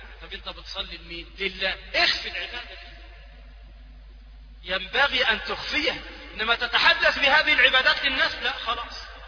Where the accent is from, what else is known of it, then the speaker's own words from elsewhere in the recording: Egypt; وهذا يذكرني ببعض الناس عندنا في مصر،